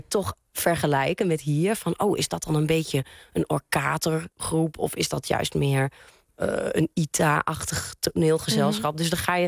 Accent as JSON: {"language": "Dutch", "country": "Netherlands", "tie": "born or raised there", "said": "ik ben in Nederland opgegroeid en ik heb hier ook theater, ik heb hier gestudeerd."}